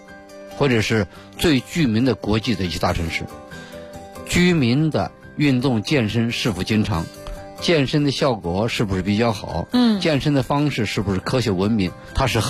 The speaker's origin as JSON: {"language": "Chinese", "region": "Beijing", "country": "China", "said": "尤其是我们北京人啊"}